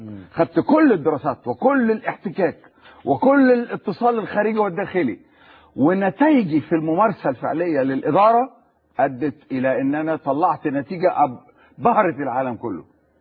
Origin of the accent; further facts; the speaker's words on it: Egypt; وأنا مواطن مصري، وأنا مواطن مصري معد إعدادا جيدا